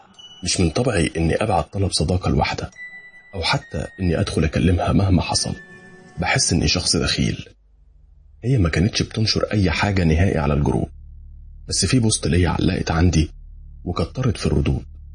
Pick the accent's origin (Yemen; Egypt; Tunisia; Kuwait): Egypt; Benha, Qalyubia; now in Medina, Saudi Arabia; مصري من بنها ومقيم في المدينة المنورة.